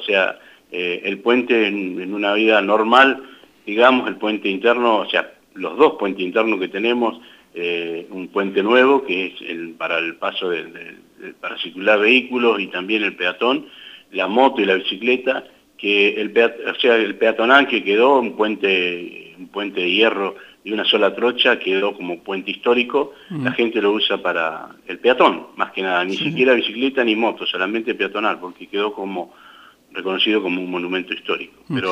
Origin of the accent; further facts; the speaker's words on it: La Adela, La Pampa, Argentina; uno es nacido y criado acá en La Vela, y verlo al río Colorado como lo vemos hoy, no lo hemos visto nunca.